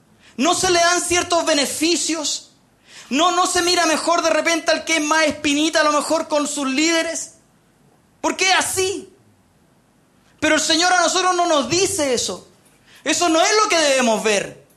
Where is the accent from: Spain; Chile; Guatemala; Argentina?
Chile; porque somos chilenos, independiente de la posición política que usted tenga